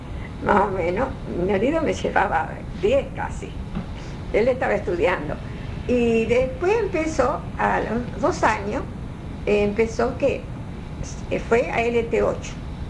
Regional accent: Rosario, Santa Fe, Argentina; soy rosarina, por supuesto.

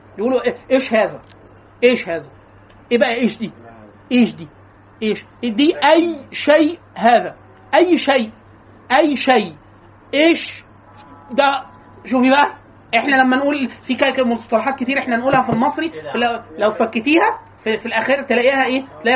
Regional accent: Egypt; accent: close to Cairene; تعمدوا ان يطلعونا كلنا انا واخواتي نتكلم لهجه اقرب للقاهريه

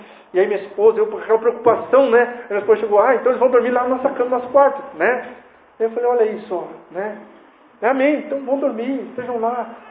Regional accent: Curitiba, Paraná, Brazil; mas você tem que sair do teu, por vezes, comodismo que nós temos como curitibano e receber as pessoas em casa.

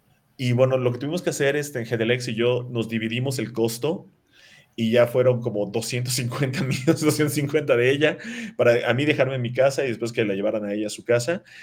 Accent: Yucatán, Mexico; me quedó un poquito muy chico porque soy cabezón, porque soy de Yucatán.

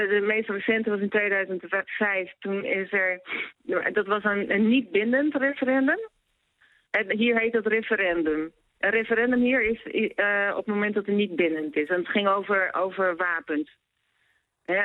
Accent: Netherlands; now in Brazil; Nee, wat ik merk, ik ben zelf geen Braziliaan, ik ben Nederlander.

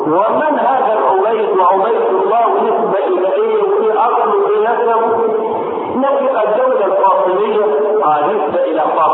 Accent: Egypt; وان لم تكن واضحه في حياتنا نحن هنا كمصريين

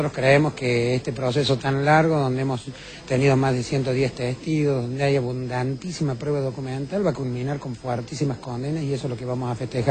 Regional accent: Argentina; nunca pensé como argentino que podía llegar a vivir este momento político

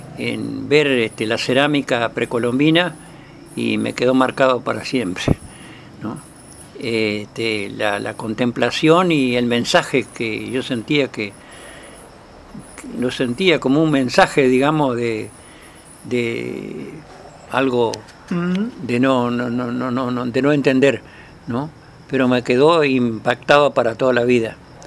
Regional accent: Paraná, Entre Ríos, Argentina; also born or lived in Córdoba; Yo soy nacido en Paraná. Sí, gracias a Dios.

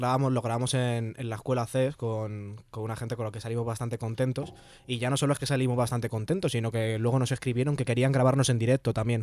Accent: Parla, Community of Madrid, Spain; somos chavales de barrio, somos chavales de Parla, hemos nacido aquí, sabemos lo que hay

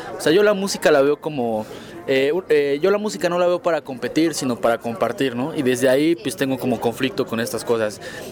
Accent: Mexico; yo crecí en el barrio, ¿no? Yo soy allá de la San Felipe de Jesús.

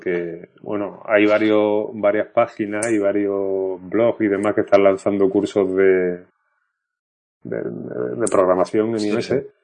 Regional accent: Málaga, Andalusia, Spain; yo salí al quite diciéndole que malagueño era yo, pero que aquí el amigo era de Sevilla

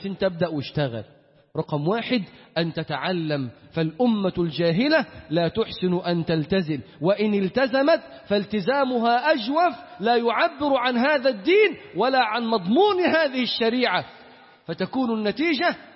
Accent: Upper Egypt, Egypt; بنلبس عمة الصعايدة بتاعتنا دي، هي دي بتاعتنا اللي نعرف.

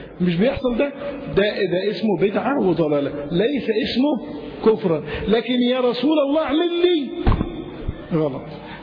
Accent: Egypt; يبقى الناس عندنا في مصر فيهم بلاوي كثيرة جدا

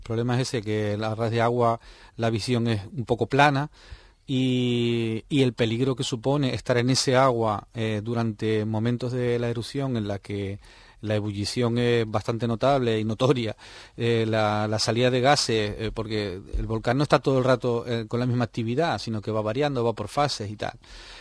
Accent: Canary Islands, Spain; yo la viví de pequeño en La Palma

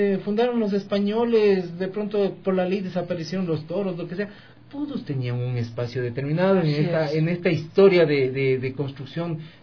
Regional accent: Quito, Pichincha, Ecuador; soy quiteño. Como dice el chagra, pues soy vivido en Quito, claro.

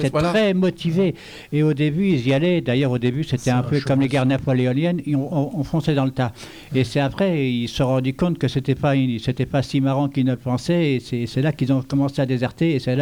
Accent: Verdun, Grand Est, France; En fait, je suis né à Verdun. Et j'ai passé toute mon enfance dans les champs de bataille à ramasser des grenades

